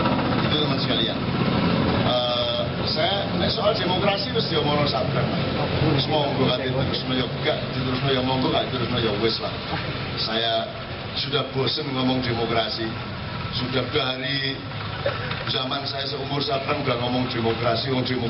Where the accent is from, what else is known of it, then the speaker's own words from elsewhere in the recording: Surakarta, Central Java, Indonesia; Lho saya bukan orang Madura saya. Saya orang Solo.